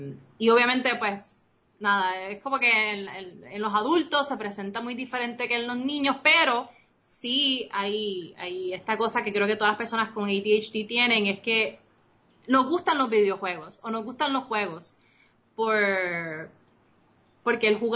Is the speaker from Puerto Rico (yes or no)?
yes; Puerto Rico; accent: Costa Rican; also born or lived in Costa Rica; yo soy costarricense, yo nací en Costa Rica, tengo toda una vida viviendo en Puerto Rico, pero si mi acento suena medio extraño a veces, porque de momento se me sale la pronunciación costarricense.